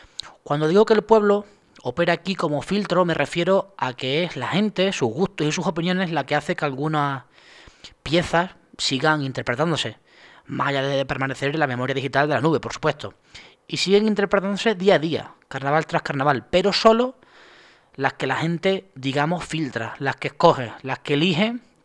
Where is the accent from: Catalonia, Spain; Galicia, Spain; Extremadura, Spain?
Extremadura, Spain; No lo digo por chauvinismo porque yo no soy andaluz, ya quisiera, soy extremeño